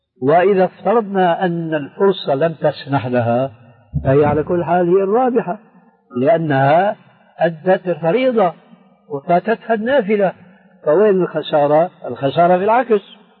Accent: Syria; كما يقول عندنا في الشام حشو الكب بعيد،

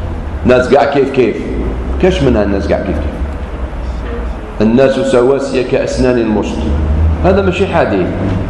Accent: Algeria; نقولها سمحين أنا جزائري

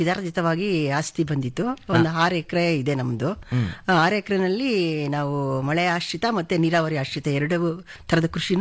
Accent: Channadevi Agrahara, Karnataka, India; ನಾವು ಸರ್ ಚನ್ನಾದೇವಿ ಅಗ್ರಹಾರ ಗ್ರಾಮ, ನಮ್ದು ಮದುರೆ ಹೋಬಳಿ ಬರುತ್ತೆ, ದೊಡ್ಡಬಳ್ಳಾಪುರ ತಾಲೂಕು, ಬೆಂಗಳೂರು ಗ್ರಾಮಾಂತರ ಜಿಲ್ಲೆ.

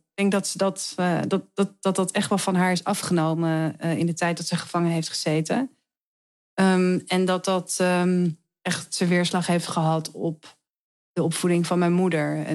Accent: Heemskerk, North Holland, Netherlands; Ik groeide op in Heemskerk.

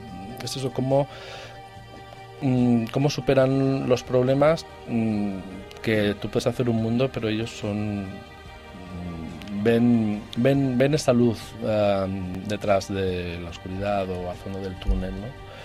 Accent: Barcelona, Catalonia, Spain; sí que es verdad que los dos somos de Barcelona, escritores y todo aquello

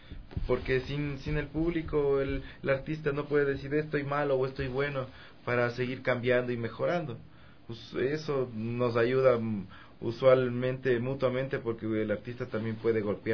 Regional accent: Quito, Pichincha, Ecuador; crecí en Pedro Fermín Ceballos y Oriente, o sea, en plena entrada a la Tola, o sea, una cuadra más arriba del mercado central.

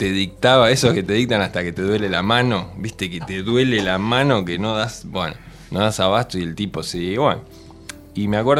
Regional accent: Buenos Aires, Argentina; El jardín lo hice en otra parte, un poquito más Parque Avellaneda, pero digamos, yo soy nací en Floresta y viví en Lugano y bueno, y curtí un poco flores y digamos, ese fue mi suburbio

